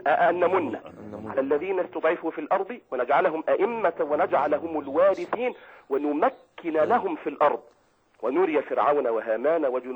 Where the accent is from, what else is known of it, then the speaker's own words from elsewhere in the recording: Egypt; نحن لم نحققها كمصريين